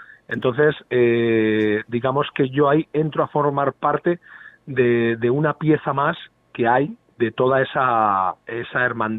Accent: Tarragona, Catalonia, Spain; Claro, porque vivimos en diferentes ciudades. Claro, yo soy de Tarragona y la banda es de Castellón.

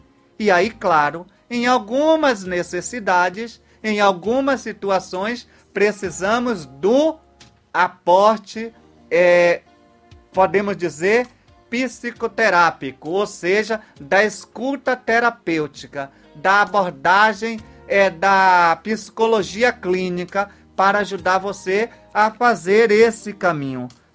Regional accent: Santo Antônio de Jesus, Bahia, Brazil; Então, muito obrigado a você que aí de Santo Antônio de Jesus, minha terra amada, está em comunhão comigo.

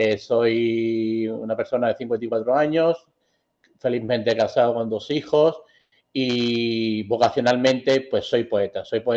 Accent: Málaga, Andalusia, Spain; Soy originario de Málaga, aquí en Andalucía. Y me considero un amante de la vida, un amante de la belleza y otras veces pues soy poeta. Soy una persona de 54 años

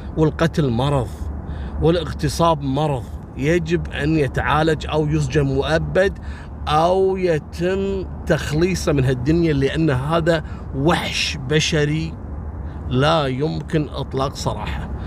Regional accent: Kuwait; بعطيكم مثل بسيط عندنا في الكويت

